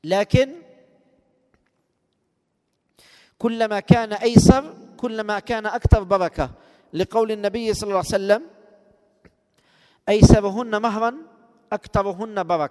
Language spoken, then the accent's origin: Arabic; Algeria; لو كان الشيخ يعلم أن المصطلح عندنا في الجزائر الفاتحة المقصود بها العقد الشرعي